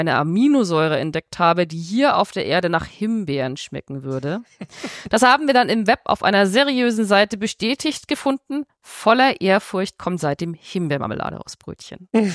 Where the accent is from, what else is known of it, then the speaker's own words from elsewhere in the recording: Bavaria, Germany; Als Fränkin stimme ich für Fei.